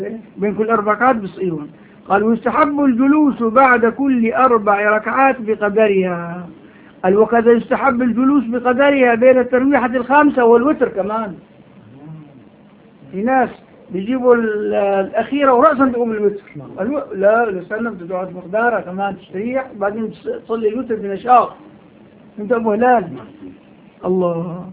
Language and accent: Arabic; Syria; هون عندنا بالشام